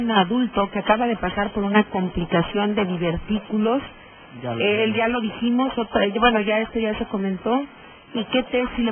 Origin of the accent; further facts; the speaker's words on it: Teziutlán, Puebla, Mexico; Buenos días, soy de Teziutlán.